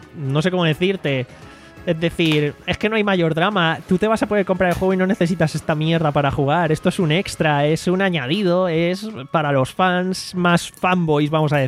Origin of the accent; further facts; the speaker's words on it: Spain; Pero al cambio porque somos españoles, euro-yen, bla, bla, bla.